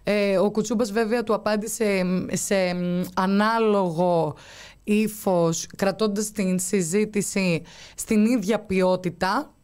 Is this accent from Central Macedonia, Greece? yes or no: no; Crete, Greece; εγώ που είμαι από την Κρήτη θα τα πω.